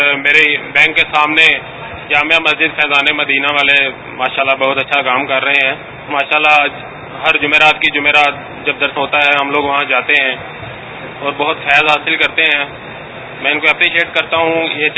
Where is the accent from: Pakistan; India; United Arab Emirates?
Pakistan; Gujranwala, Punjab; میں گوجرانوالا سے ہوں.